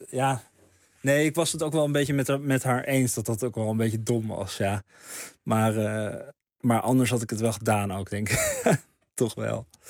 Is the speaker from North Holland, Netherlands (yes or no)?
yes; Bloemendaal, North Holland, Netherlands; Dus dan zeg ik niet zo snel dat ik uit Bloemendaal kom, denk ik.